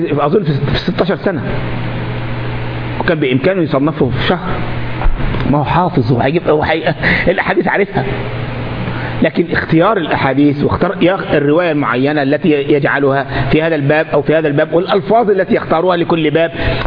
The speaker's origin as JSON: {"language": "Arabic", "country": "Egypt", "said": "احنا عندنا في مصر منطقة اسمها الوراق في جزيرة في قلب النيل اسمها الوراق"}